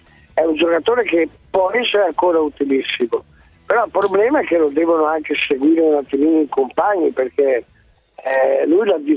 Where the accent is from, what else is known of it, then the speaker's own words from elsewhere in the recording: Padua, Veneto, Italy; Io sono di Padova